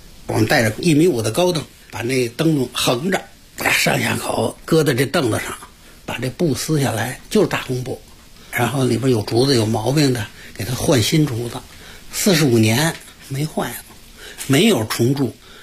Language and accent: Chinese; Tianjin, China; now in Beijing, China; 1958年呢，就国家特批，我们从天津搬到北京。